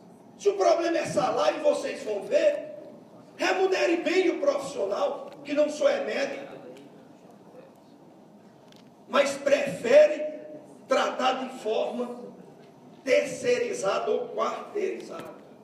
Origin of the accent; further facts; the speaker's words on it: Princesa Isabel, Paraíba, Brazil; O Hospital Princesa Isabel, minha cidade natal